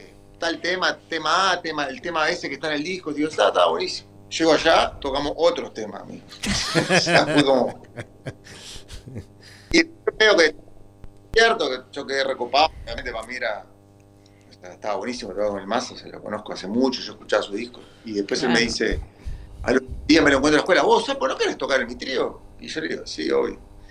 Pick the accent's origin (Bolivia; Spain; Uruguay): Uruguay; moved away as an adult; que yo soy uruguayo, vivo acá hace 20 años